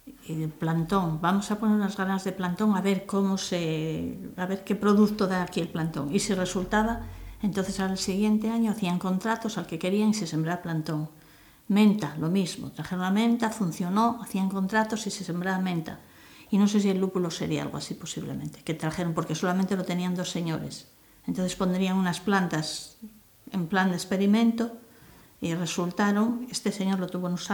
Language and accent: Spanish; Devesa, Spain; Y estas todas somos de Devesa, mayores y más pequeños, todos.